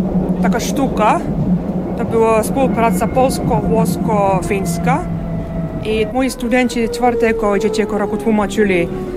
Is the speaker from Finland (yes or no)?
yes; Central Finland, Finland; Polish is a second language; now in Gdańsk, Poland; Bo ja pochodzę z miasta w Finlandii, to jest taki w środkowej części, taki inland.